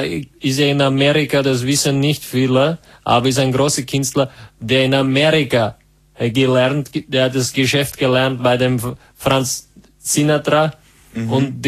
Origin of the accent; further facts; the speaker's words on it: Czechia; Nein, ich komme aus Tschechien.